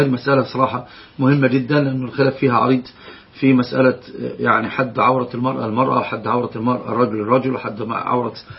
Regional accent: Egypt; عندنا في مصر يقول الحمى اللي هو الأب الزوج

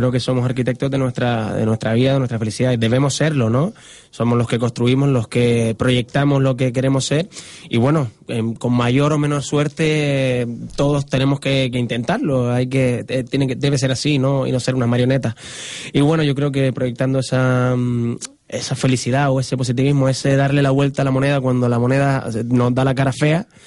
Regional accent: Canary Islands, Spain; Somos canarios y al mismo tiempo lo particular se hace universal

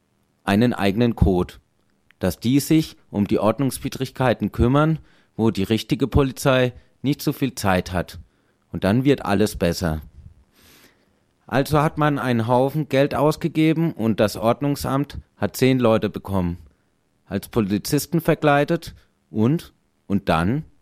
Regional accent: Karlsruhe, Baden-Württemberg, Germany; Ich komme von hier aus der Südstadt und bin schon ganz viele Jahre hier in Karlsruhe

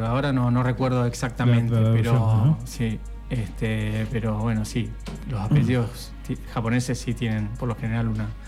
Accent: Misiones, Argentina; now in Merlo, Argentina; es un apellido japonés, es una larga historia. Soy de Misiones y hace casi 2 años que estoy residiendo aquí en Merlo.

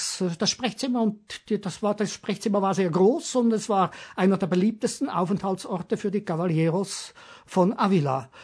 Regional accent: Switzerland; Ich bin Schweizer und mach das nicht ganz so gern.

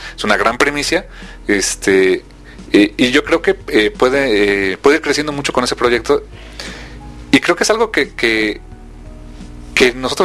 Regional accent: Mexico; y no nada más por apoyar porque somos mexicanos y se acabó

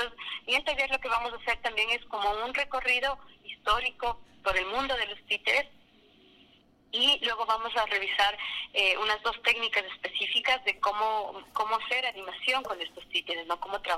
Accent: Ecuador; nosotros como cultura, como ecuatorianos, tenemos varias, las muñecas de trapo que están muy cercanas a nosotros

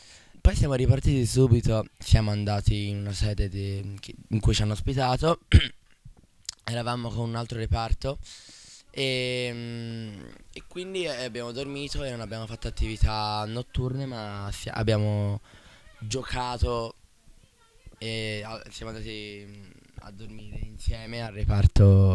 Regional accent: Livorno, Tuscany, Italy; ho 14 anni, vengo da Livorno

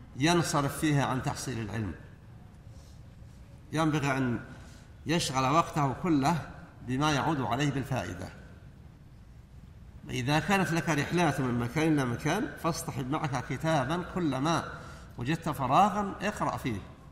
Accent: Saudi Arabia; أن يحفظ على بلادنا المملكة العربية السعودية

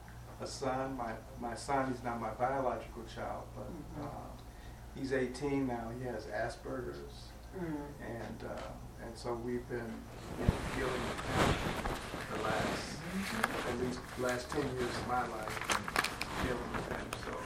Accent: Chicago, Illinois, United States; now in Las Vegas, United States; I'm from Chicago. Okay. I've been in Vegas almost 5 years now.

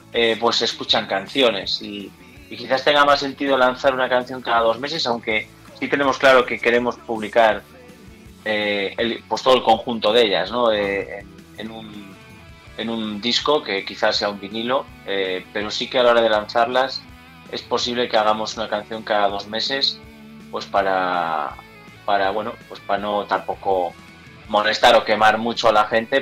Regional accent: Galicia, Spain; Joder, somos gallegos, tío.

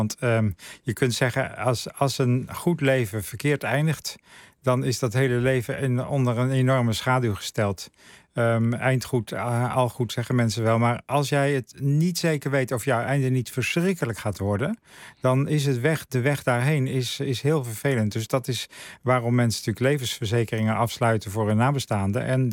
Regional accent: Netherlands; wij leven als Nederlanders anno 2021

